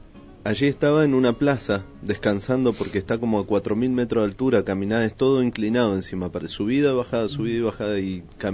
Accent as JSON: {"language": "Spanish", "country": "Argentina", "said": "Yo no soy gringo. Soy argentino, de acá, al ladito nomás."}